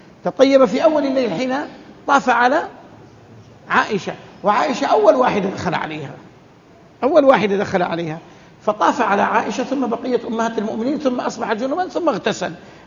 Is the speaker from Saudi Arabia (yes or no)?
yes; Hejaz, Saudi Arabia; عندنا في الحجاز كل نخلة يضعون حولها حفرة